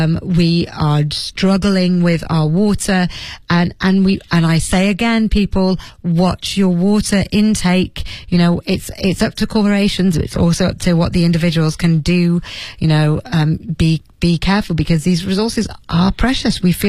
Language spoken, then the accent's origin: English; Leeds, Yorkshire and the Humber, United Kingdom; I'm from Leeds, and I remember there being quite a lot of snow in my childhood.